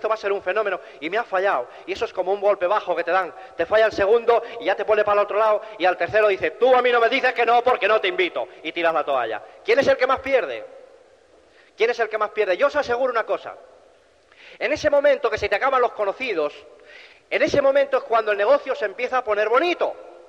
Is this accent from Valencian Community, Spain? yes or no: no; Cantabria, Spain; yo precisamente no me he trasladado de Cantabria aquí para convencerte de nada